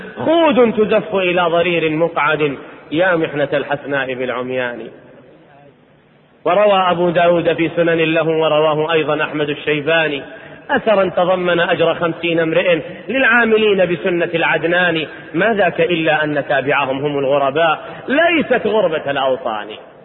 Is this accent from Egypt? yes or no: no; Riyadh, Riyadh Province, Saudi Arabia; أنا أذكر عندنا في الرياض دار تحفيظ قرآن